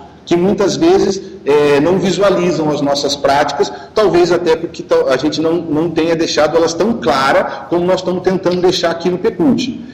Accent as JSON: {"language": "Portuguese", "country": "Brazil", "said": "Nós somos brasileiros, a gente pertence a esse todo."}